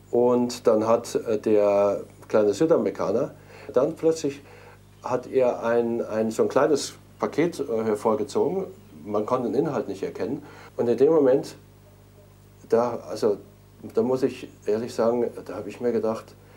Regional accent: Munich, Bavaria, Germany; denn er kam aus München, aus meiner Heimatstadt.

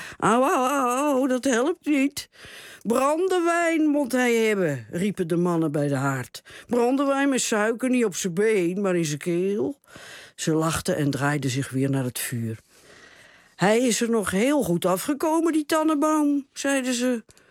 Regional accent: France; Ik moest meteen denken, ik kom uit Frankrijk

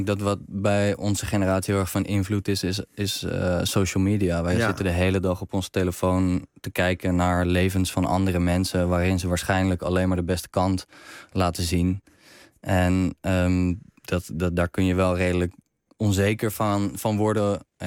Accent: Zwijndrecht, South Holland, Netherlands; now in Rotterdam, Netherlands; Ik woon nu in Rotterdam, maar toen ik nog in Amsterdam woonde... kon ik me daar heel erg in herkennen. Opgegroeid in een in Zwijndrecht... richting Rotterdam is dat.

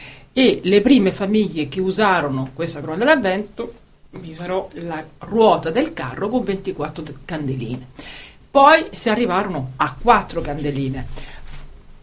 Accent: Rome, Lazio, Italy; born there; io che sono nata a Roma

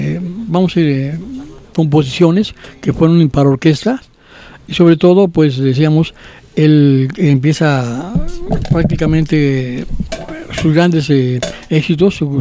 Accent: Mexico; porque soy mexicano, pero no soy músico

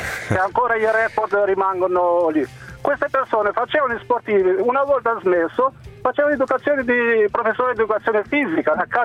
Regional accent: Albania; Italian is a second language; Io vengo dall'Albania, ascolta, io vengo dall'Albania

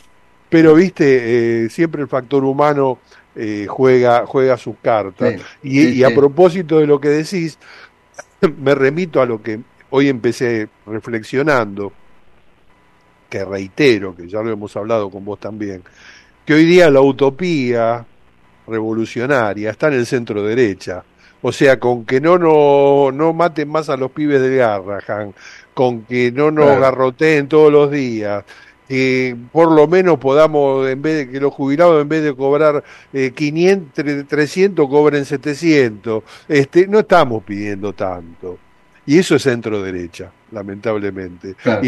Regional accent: Buenos Aires, Argentina; Nosotros somos porteños centristas.

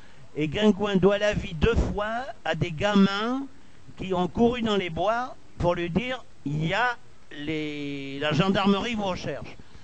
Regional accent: Nouvelle-Aquitaine, France; J'étais en 44 dans mon bled, qui se trouve à l'intersection de la Nationale 704 et de la rivière Dordogne.

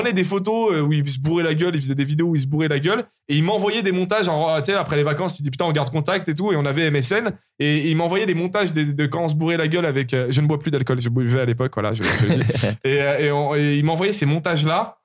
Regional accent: Lyon, Auvergne-Rhône-Alpes, France; Et quand je rentrais chez moi à Lyon, de cette famille d'accueil, je faisais des montages avec deux magnétoscopes

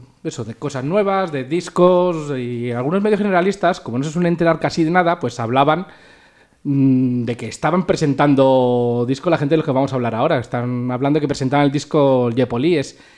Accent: Pinto, Community of Madrid, Spain; nosotros no somos Drinking Tinto, pero somos de Pinto.

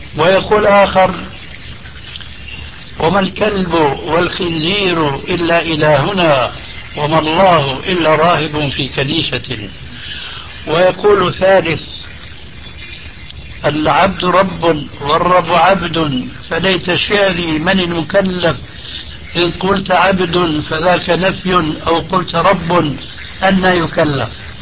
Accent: Syria

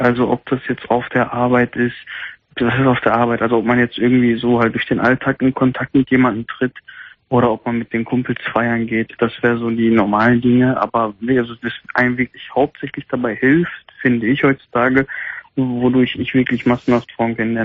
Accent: Gelsenkirchen, North Rhine-Westphalia, Germany; ich komme eigentlich aus Gelsenkirchen, aber ich bin heute mal in Gladbach

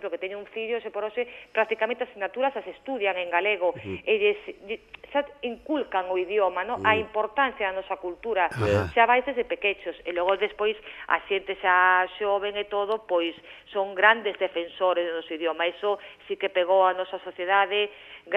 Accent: Monforte de Lemos, Galicia, Spain; Monforte, pues, es decir, eu que queres que che diga, che o meu pobo, pero bueno, encima Monforte é un sitio bonito

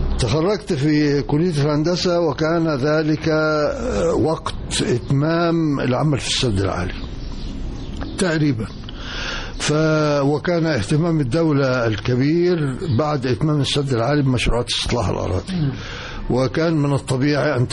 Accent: Asyut, Asyut Governorate, Egypt; احنا اسره مصريه بسيطه متوسطه الحال، فكان وجود الجامعه في حد ذاته في مدينة أسيوط ونحن من المقيمين في مدينة أسيوط

